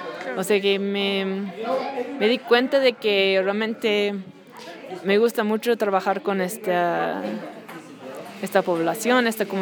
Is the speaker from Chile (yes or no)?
no; Houston, Texas, United States; Bueno, crecí en Texas y en las afueras de Houston.